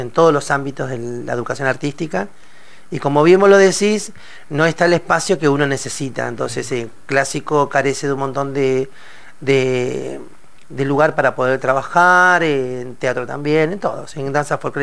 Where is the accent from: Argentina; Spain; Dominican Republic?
Argentina; Sierra Grande, Río Negro; moved away as an adult; yo vengo de la Patagonia, de Sierra Grande, Río Negro, 1200 kilómetros, ahí cerquita de la península de Valdés. Un día decidí con 19 años decir, bueno, me voy a la ciudad.